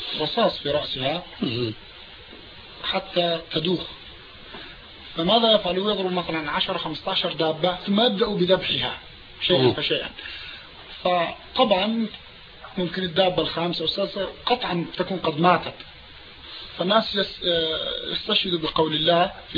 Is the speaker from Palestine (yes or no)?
yes; Palestine; now in Canada; أنا من فلسطين